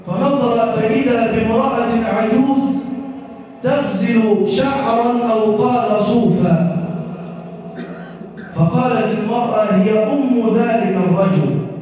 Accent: Egypt; واجعل بلدنا مصر راحة للأمن والأمان

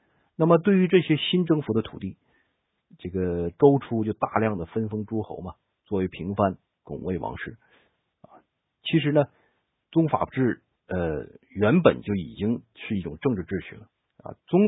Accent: China; 这个我们说我们中国人呢，特别重视历史

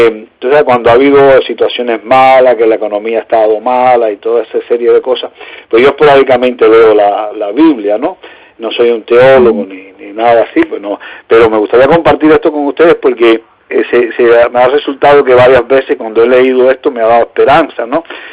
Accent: Cuba; born there; moved away; que en mi patria donde nací. Así que es parte de mi patria acá también, mi segunda patria, la patria donde nacieron mis hijos. Pero me gustaría, este versículo, pienso hay veces que me gustaría que, pienso en Cuba cuando leo este versículo también

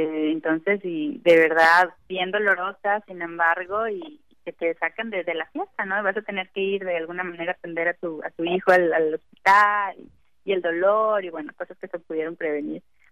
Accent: Coahuila, Mexico; yo soy de Coahuila, entonces allá acostumbrábamos mucho los famosos cohetes, o juegos pirotécnicos

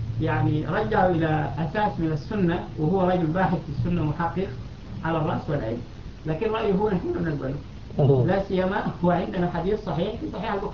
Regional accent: Sudan; في السودان الناس بيزعموا انهم

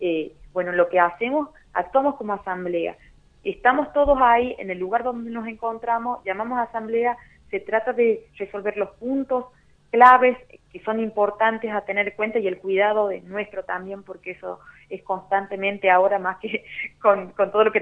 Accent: Chilecito, La Rioja, Argentina; yo soy de Chilecito

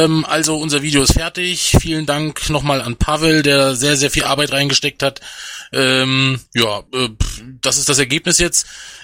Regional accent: Hesse, Germany; Ja, das kommt hin. Ich komme ja aus Hessen.

